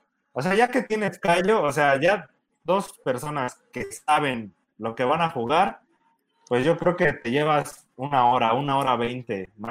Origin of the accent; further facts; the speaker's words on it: Mexico; Yo soy el enviciador mexicano de Aristella.